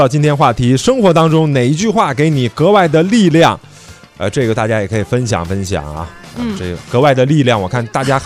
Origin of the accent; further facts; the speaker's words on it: China; 认为最终解决中国足球的问题的人还得靠我们中国人自己啊。